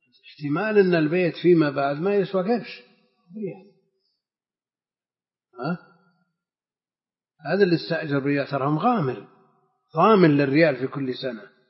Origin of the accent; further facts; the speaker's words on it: Najd, Saudi Arabia; المقصود ان مثل هذا كان موجود عندنا في نجد وكثير